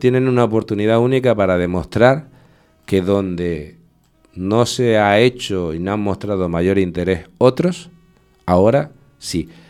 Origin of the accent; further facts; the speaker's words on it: San Juan de la Rambla, Canary Islands, Spain; haber sido alcalde de mi pueblo de San Juan de la Rambla.